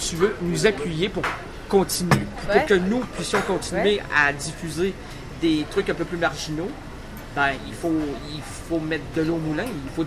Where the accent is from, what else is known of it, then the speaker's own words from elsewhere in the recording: Quebec, Canada; On est d'Amérique du Nord. Oui, oui. Francophone. Donc, des Québécois.